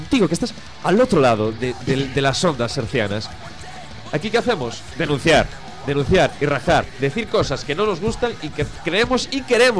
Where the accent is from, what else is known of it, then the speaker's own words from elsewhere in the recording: Argentina; Perdón, colgar, no coger. Es que vengo de Argentina.